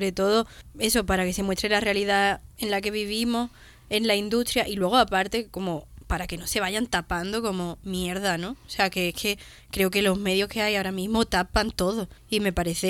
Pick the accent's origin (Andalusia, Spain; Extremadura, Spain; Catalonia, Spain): Andalusia, Spain; Cádiz; now in Madrid, Spain; Soy de Cádiz, ¿sabes? Que tengo toda mi familia ahí.